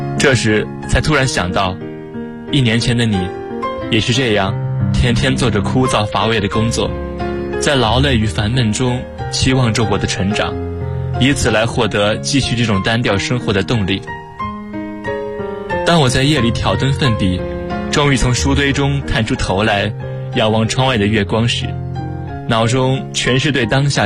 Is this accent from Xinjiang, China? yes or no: no; Changsha, Hunan, China; now in Nanjing, China; 来自湖南长沙。我在南京大学，距离我的家乡879公里。